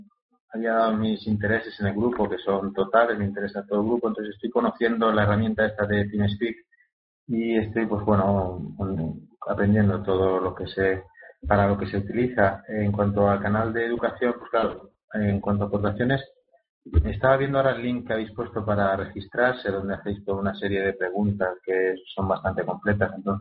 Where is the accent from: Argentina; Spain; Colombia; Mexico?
Spain; Madrid, Community of Madrid; como indica mi nick, soy de Madrid.